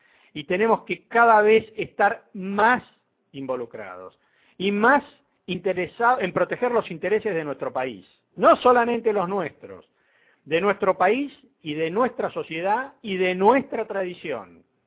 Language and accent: Spanish; Argentina; Todos somos argentinos.